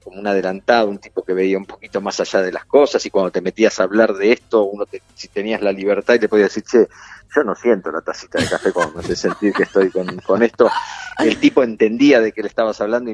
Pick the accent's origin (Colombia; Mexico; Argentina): Argentina; La Plata, Buenos Aires Province; Sí, muchos nací en años en La Plata. En La Plata hasta que terminé el secundario.